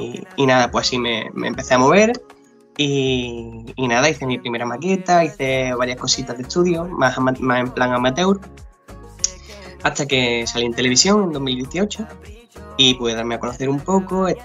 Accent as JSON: {"language": "Spanish", "town": "Alcalá de los Gazules", "region": "Andalusia", "country": "Spain", "said": "Pues yo soy de Alcalá de los Gatules, ¿vale? De un pueblecito de Cádiz."}